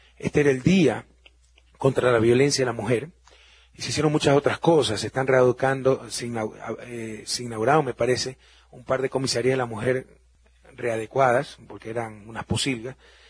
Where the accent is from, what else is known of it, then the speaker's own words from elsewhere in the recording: Guayaquil, Guayas, Ecuador; now in Quito, Ecuador; Ustedes saben que Guayaquil es mi ciudad natal, que por cuestiones de familia, básicamente mi esposa es de clima frío, el clima de Guayaquil le sentaba muy duro. Me radiqué hace 16 años en Quito